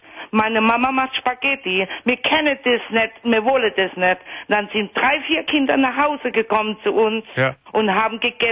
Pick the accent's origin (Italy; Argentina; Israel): Italy; German is a second language; now in Germany; Ich bin auch keine Deutsche, ich bin Italienerin. Ich wohne schon seit 45 Jahren hier in Deutschland. Ich kann super Deutsch